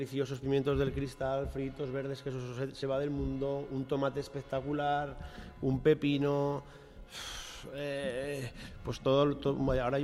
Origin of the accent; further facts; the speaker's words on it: Fitero, Navarre, Spain; Yo era lo que quería desde que empecé a ser cocinero, abrir un restaurante en mi pueblo.